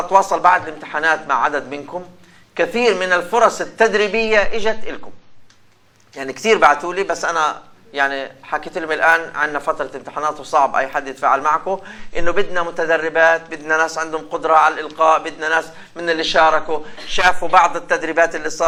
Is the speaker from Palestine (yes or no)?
yes; Palestine; يمكن احنا كفلسطينيين تحديدا هو انه هذه عمل وطني باحتراف واقتدار